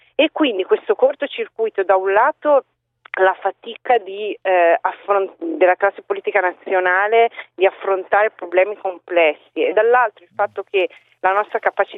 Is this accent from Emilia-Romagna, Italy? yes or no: yes; Emilia-Romagna, Italy; quando ritorno dalle mie parti, e cioè in Emilia Romagna, che appunto non è una zona di destra.